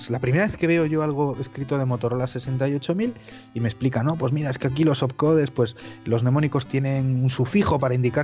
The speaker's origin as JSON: {"language": "Spanish", "region": "Cantabria", "country": "Spain", "said": "Yo soy de Cantabria, de un pueblecito"}